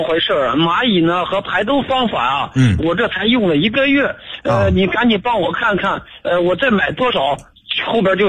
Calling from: Xi'an, Shaanxi, China; 我是西安的一个老朋友了

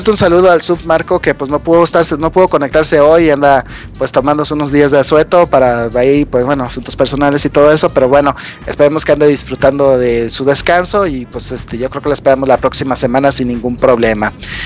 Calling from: Morelia, Michoacán, Mexico; Soy de Morelia

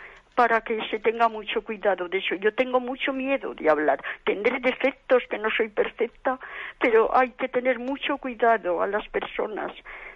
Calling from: Zaragoza, Aragon, Spain; Mire, soy de Zaragoza

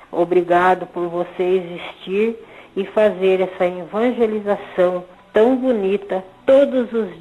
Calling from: Colombo, Paraná, Brazil; sou de Colombo.

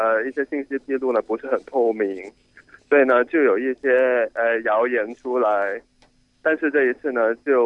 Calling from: Guangdong, China; 我是来自广东的。

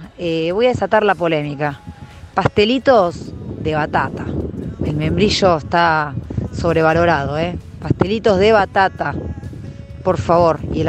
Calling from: Florencio Varela, Buenos Aires Province, Argentina; de Florencio Varela.

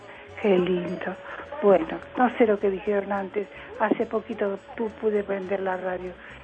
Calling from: Mataderos, Buenos Aires, Argentina; de Mataderos

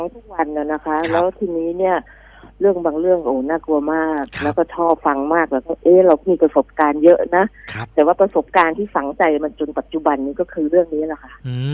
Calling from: Pak Chong, Nakhon Ratchasima, Thailand; ปากช่องค่ะ

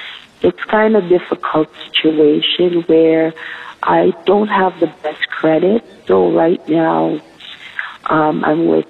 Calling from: Canada; I'm calling from Canada.

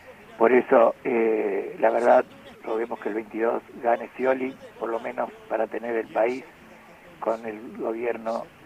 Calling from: Mar del Plata, Buenos Aires Province, Argentina; de Mar del Plata.

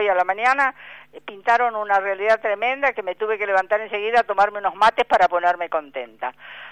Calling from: Buenos Aires, Argentina; de San Telmo.

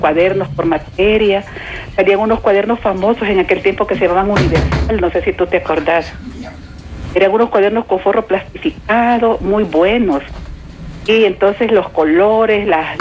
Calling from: San Miguel, El Salvador; Soy tu amiga de San Miguel.

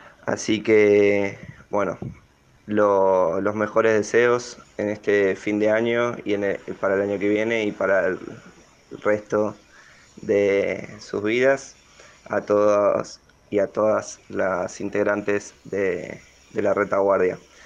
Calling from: Balvanera, Buenos Aires, Argentina; de Balvanera y este abrazo es para todos ustedes

